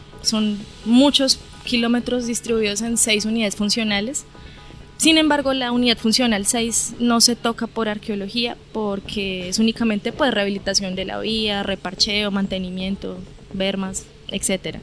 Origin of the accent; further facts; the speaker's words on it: Bogotá, Colombia; now in Dabeiba, Colombia; Pues yo no soy de acá, soy de Bogotá, pero vivo aquí en Dabeiba